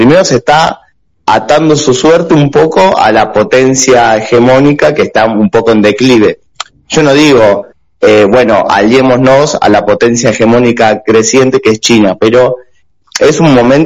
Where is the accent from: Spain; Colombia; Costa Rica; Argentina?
Argentina; Ahora, como argentinos, como ciudadanos de pie